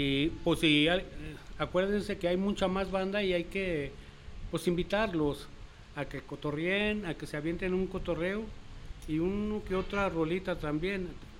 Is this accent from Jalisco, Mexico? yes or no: yes; Jalisco, Mexico; born there; now in Piedras Negras, Mexico; Bueno, yo nací aquí en Jalisco, pero ahorita radico en Piedras Negras, Coahuila, allí cerquitas de Eagle Pass, Texas.